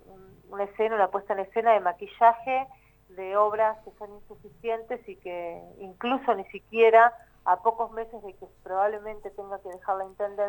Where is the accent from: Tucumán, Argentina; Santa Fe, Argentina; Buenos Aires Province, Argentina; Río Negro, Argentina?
Buenos Aires Province, Argentina; La Plata; Yo soy del barrio de La Loma, así que es un barrio que fue muy afectado por la inundación del 2 y 3 de abril